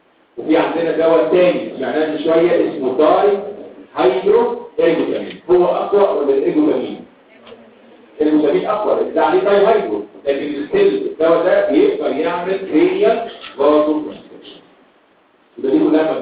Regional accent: Egypt; اللي هو عندنا في مصر كل حاجه صح

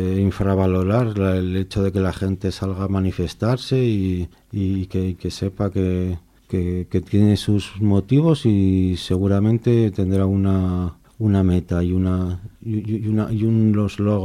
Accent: Zaragoza, Aragon, Spain; also born or lived in Las Palmas de Gran Canaria, Spain / Salamanca, Spain; Yo soy de Zaragoza. He vivido casi siempre aquí, en Zaragoza. Menos unos años que viví en Las Palmas de Gran Canaria y bueno, en Salamanca también he vivido un par de años, pero bueno, casi la mayoría del tiempo aquí en Zaragoza.

